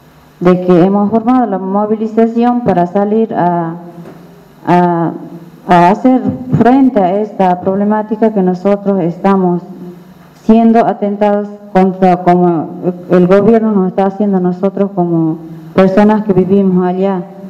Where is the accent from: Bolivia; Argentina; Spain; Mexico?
Bolivia; Tarija; Yo también soy de la Reserva de Flora y Fauna Tariquía, que está dentro del departamento de Tarija.